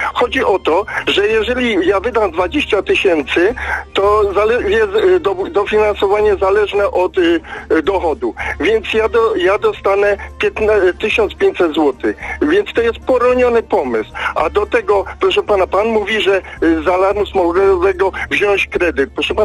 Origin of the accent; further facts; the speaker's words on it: Lesser Poland, Poland; bo jestem z Małopolski, więc nakaz mam do 2023 roku